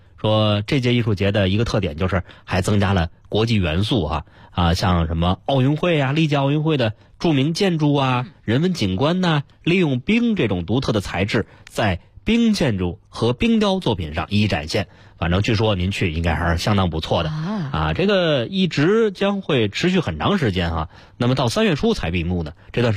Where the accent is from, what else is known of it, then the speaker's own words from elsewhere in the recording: Beijing, China; 基本上就从来没离开过北京